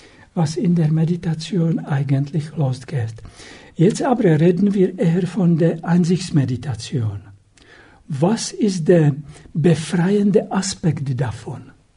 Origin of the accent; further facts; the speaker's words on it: Czechia; born there; German is a second language; Ich bin in Tschechien geboren.